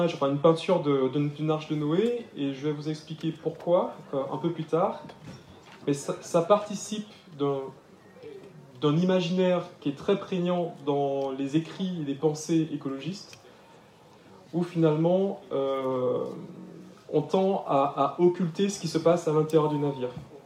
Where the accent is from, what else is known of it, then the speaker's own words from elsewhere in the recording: Martinique, France; Quand j'ai grandi en Martinique, j'avais les deux intérêts qui étaient pour moi, que je n'arrivais pas encore à lier.